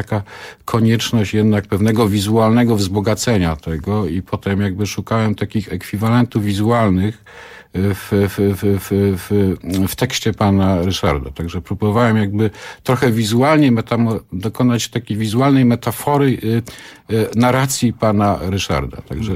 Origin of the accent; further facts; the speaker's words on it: Mikołów, Silesian Voivodeship, Poland; No trochę może to wynika, że jednak jestem z Mikołowa, prawda?